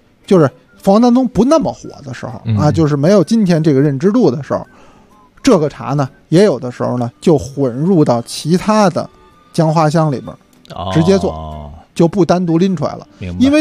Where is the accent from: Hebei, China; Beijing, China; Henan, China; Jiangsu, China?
Beijing, China; 咱们北京人呢，有的时候吃辣不行，吃辛没问题。